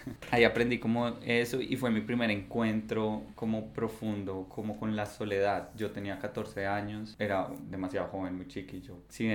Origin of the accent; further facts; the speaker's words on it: Bogotá, Colombia; mi mamá es de Río Negro y la de mi papá es de acá de Medellín y yo nací en Bogotá y vivíamos allá.